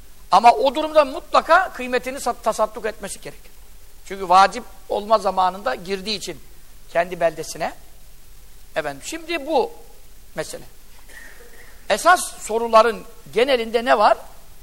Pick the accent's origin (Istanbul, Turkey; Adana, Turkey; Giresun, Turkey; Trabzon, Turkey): Giresun, Turkey; Yeğenli; Bizim köy, Görele Yeğenli köyündenim ben. Ben çocukken de gidiyordum.